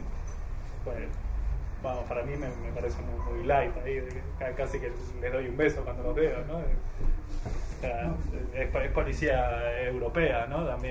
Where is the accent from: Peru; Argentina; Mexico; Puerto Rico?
Argentina; now in Spain; yo soy de Argentina, ¿no? Entonces viví muchos años ahí también.